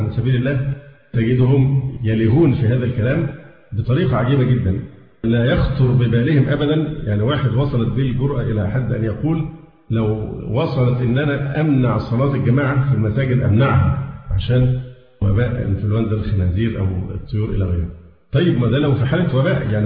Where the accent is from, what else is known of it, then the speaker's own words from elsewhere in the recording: Egypt; فحتى الآن الحالات عندنا في مصر والله الحمد قليلة جدا